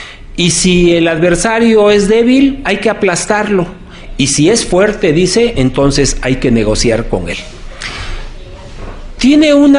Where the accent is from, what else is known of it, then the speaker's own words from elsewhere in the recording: Mexico; hemos como mexicanos, como gobierno mexicano, subestimado la capacidad de Donald Trump